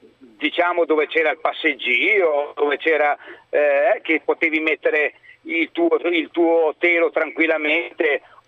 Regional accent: Emilia-Romagna, Italy; io sono della Riviera Romagnola, sì, lo posso dire

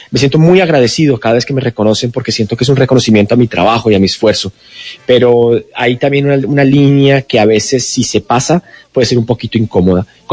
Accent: Colombia; moved away; cuando yo me fui de Colombia, al principio estábamos en una situación muy compleja de viajes

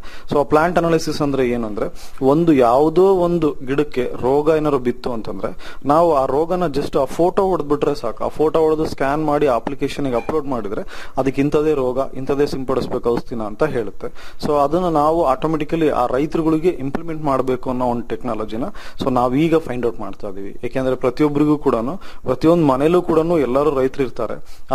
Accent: Anaveri, Karnataka, India; ನನ್ನ ಸ್ವಂತ ಊರು ಬಂದು ಆನವೇರಿ, ಭದ್ರಾವತಿ ತಾಲೂಕು, ಶಿವಮೊಗ್ಗ ಡಿಸ್ಟಿಕ್. ನಮ್ಮ ತಂದೆ ತಾಯಿ ಹಾಗೂ ಪೂರ್ವಜರು ಎಲ್ಲರೂ ಕೂಡ ವ್ಯವಸಾಯದಲ್ಲೇ ಇದ್ದಾರೆ

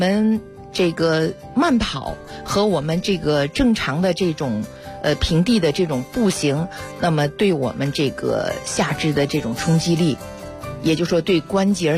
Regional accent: Beijing, China; 我们北京人

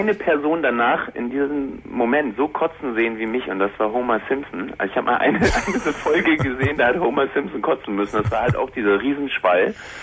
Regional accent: Northern Germany, Germany; ich komme nicht aus Bochum, ich komme aus Norddeutschland.

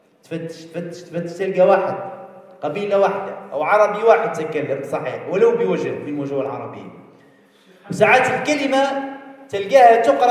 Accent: Algeria; لحد الساعة اليوم هنا عندنا في الجزائر تروح منا جهة مسيلة، جهة مسعادة

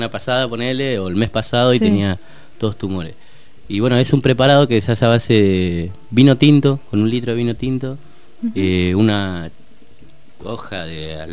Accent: Argentina; yo vengo de Argentina y lo que quiero hacer es entrar acá, yo vine para conocer esto

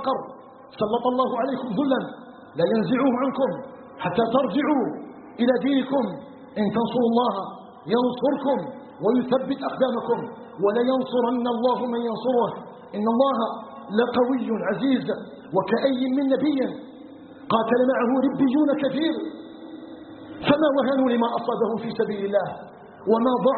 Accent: Algeria; ونسأله جل في علاه أن يجعل بلدنا الجزائر بلدا آمنا مطمئنا وسائر بلاد المسلمين

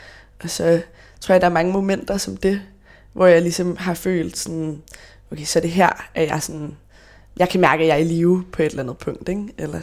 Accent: Copenhagen, Capital Region, Denmark; jeg er faktisk født og opvokset på Nørrebro. Mine forældre boede nede på Rantorvsgade, Griffenfeldsgade, i en lejlighed over min onkels bager.

